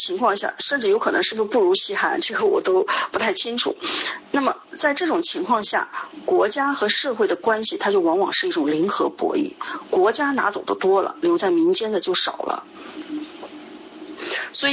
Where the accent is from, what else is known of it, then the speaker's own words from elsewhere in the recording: China; 所以我们中国人说这个祸兮福之所以啊